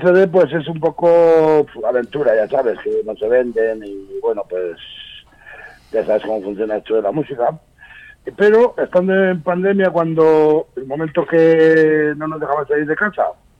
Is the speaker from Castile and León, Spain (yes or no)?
yes; Burgos, Castile and León, Spain; sobre todo grupos de Burgos, que es de donde soy.